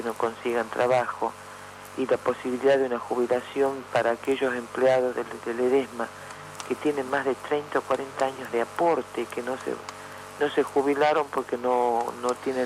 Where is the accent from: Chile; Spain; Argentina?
Argentina; Ledesma, Jujuy; Lo digo yo porque yo soy de acá, de Ledesma. Yo soy de Ledesma, he vivido toda mi vida acá. En este momento estoy en San Salvador de Jujuy por mi función gremial, pero tengo toda mi familia acá.